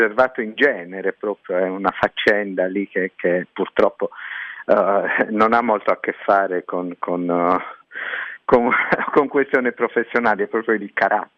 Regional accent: Sardinia, Italy; born there; Faccio lo scrittore per mestiere e sono nato in Sardegna.

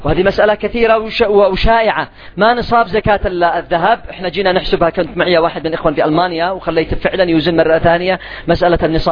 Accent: Yemen; اليوم الجرام الواحد عندنا في اليمن كم؟

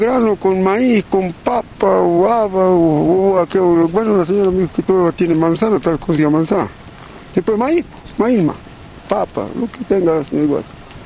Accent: Susques, Jujuy, Argentina; Y vengo de Susque, del interior de Calidad Huanca, del domicilio del campo Cuevas. Del campo vivo yo.

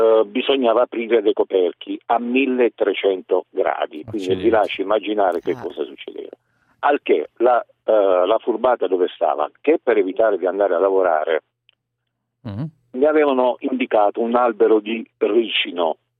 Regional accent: Taranto, Apulia, Italy; io sono Tarantino delle Cozze

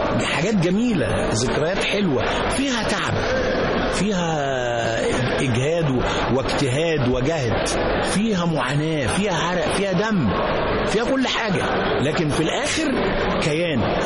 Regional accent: Alexandria, Alexandria Governorate, Egypt; لأن أنا كنت أصلا من اسكندرية

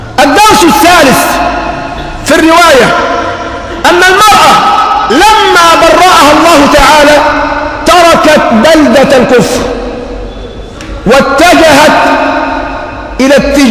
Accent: Egypt; نحن كمصريين حصرنا المصائب في الموت فقط

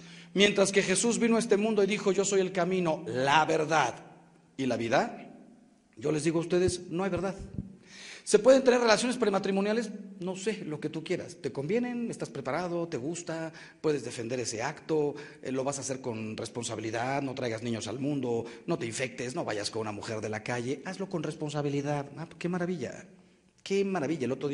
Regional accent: Mexico; los que salimos ganando somos los mexicanos.

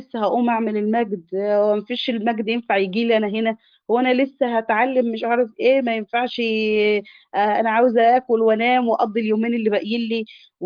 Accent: Egypt; احنا طبعا انت عارف احنا كشعب مصري

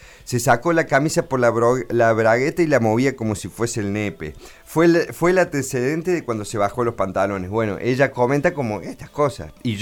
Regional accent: Córdoba, Argentina; y lo critico yo siendo cordobés

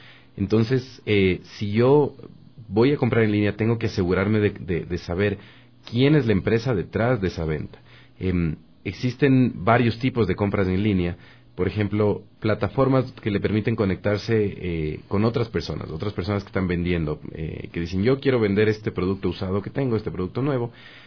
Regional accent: Ecuador; Nosotros sí tenemos, como ecuatorianos, la posibilidad de reclamar un servicio de calidad y devolver los productos.

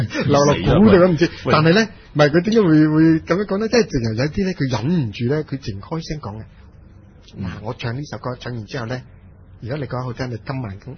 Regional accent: Lingnan, China; 我叫我是南方人，岭南人的那个思维就同已经北方已经非常之不同了

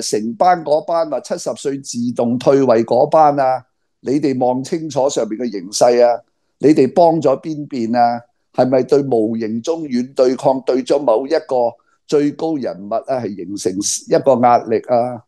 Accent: Hong Kong; 因为我哋香港人井水不犯河水

